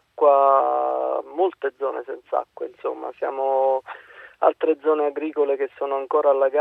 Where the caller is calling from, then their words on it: Salerno, Campania, Italy; Comunque siamo da Salerno, non siamo da Torino.